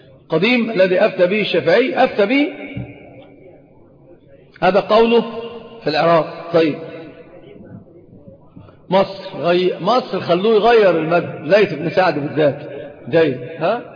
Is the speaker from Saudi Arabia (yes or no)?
yes; Saudi Arabia; والخف ظاهر عندنا في السعودية